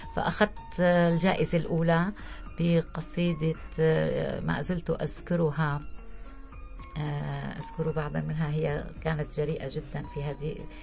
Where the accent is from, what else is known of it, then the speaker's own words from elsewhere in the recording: Syria; فأنا كسورية لي الفخر أن أقول أنا سورية بكل المحافل الدولية